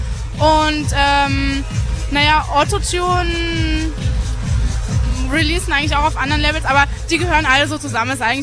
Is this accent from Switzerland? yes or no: no; Saarland, Germany; now in Berlin, Germany; ich bin ja eigentlich aus dem Saarland irgendwie, und habe in der Fu-Firma aufgelegt, und deswegen durfte ich ja auch mal spielen. Und jetzt bin ich ja seit Februar wohne ich ja in Berlin